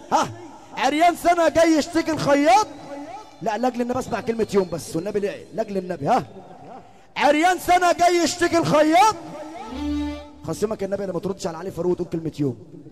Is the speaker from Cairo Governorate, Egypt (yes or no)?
yes; Cairo, Cairo Governorate, Egypt; اقسم برب ولادي انا من القاهرة